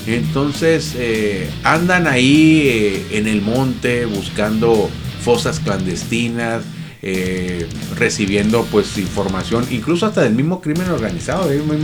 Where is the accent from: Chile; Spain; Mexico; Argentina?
Mexico; es una situación muy lamentable que como mexicano, a mí en lo particular no me enorgullece